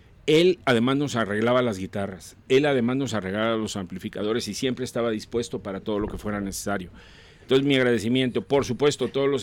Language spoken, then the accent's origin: Spanish; Coatzacoalcos, Veracruz, Mexico; yo de niño en Coatzacoalcos, a una de las bandas que escuchaba